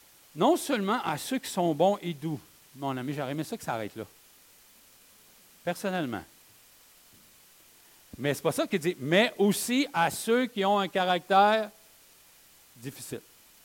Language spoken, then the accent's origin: French; Quebec, Canada; Est-ce que c'est facile pour nous, en tant que Québécois, d'être soumis au gouvernement?